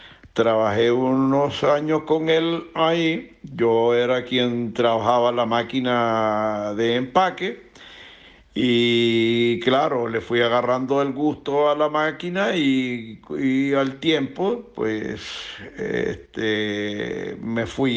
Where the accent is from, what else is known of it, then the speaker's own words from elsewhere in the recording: Venezuela; moved away as an adult; now in Canary Islands, Spain; yo realmente estoy aquí en Canarias actualmente, por cuanto yo salí de Venezuela rumbo a Nueva York a visitar a mi hija y mis nietos